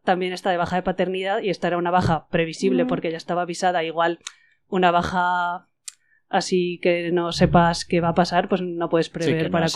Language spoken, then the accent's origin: Spanish; Zaragoza, Aragon, Spain; yo soy de Zaragoza, entonces en Aragón sí que es un centro igual más